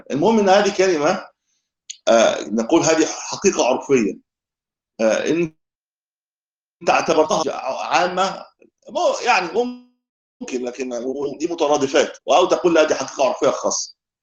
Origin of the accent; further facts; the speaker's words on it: Egypt; هذا بتسموه ايه عندنا في مصر، هذا الهاتف لا محمول صحيح